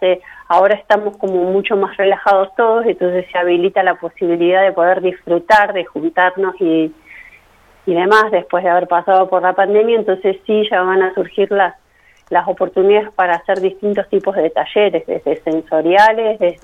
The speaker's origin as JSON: {"language": "Spanish", "region": "Córdoba", "country": "Argentina", "said": "Sí, yo soy cordobesa, así que empecé por allá"}